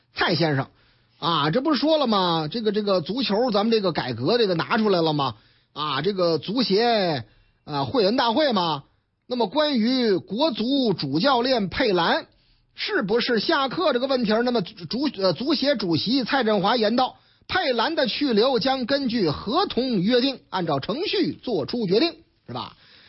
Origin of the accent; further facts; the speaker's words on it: Shanghai, China; now in Beijing, China; 上海啊，我老家上海啊